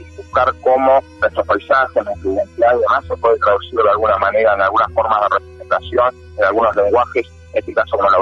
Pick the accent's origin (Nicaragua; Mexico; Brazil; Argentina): Argentina; General Roca, Río Negro; soy acá de la Patagonia, de Río Negro, nací en el Valle, en el Alto Valle de Río Negro, en Fisque Menuco